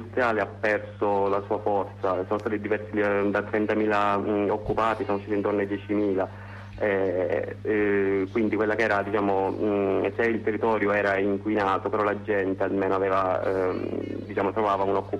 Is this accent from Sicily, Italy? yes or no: yes; Sicily, Italy; noi siamo partiti da un presupposto, soprattutto da siciliani.